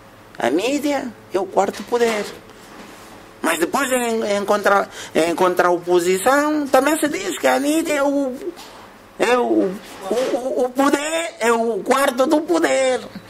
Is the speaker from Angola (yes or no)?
yes; Angola; Somos tão influenciáveis nós, os angolanos, né?